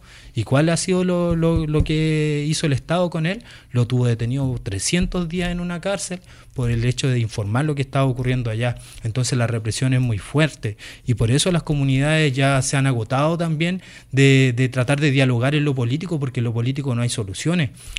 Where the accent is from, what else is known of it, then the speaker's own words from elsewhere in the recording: Chile; now in Spain; pero yo ya son muchos años que no vivo en Chile, entonces a mí me podían tomar como español